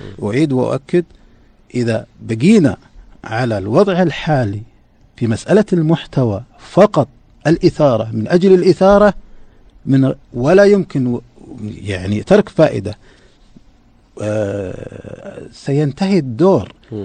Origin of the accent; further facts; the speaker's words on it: Saudi Arabia; مثل ما عندنا في السعودية